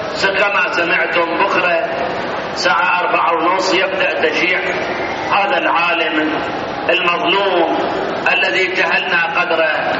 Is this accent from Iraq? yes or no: yes; Iraq; moved away; إحنا سنين حقيقة هربنا أيام صدام من العراق، 32 سنة كنت هارب أنا من العراق.